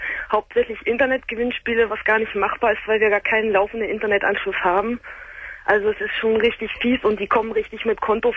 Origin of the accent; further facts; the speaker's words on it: Germany; ich meine, wir sind Deutsche, wir wohnen in Deutschland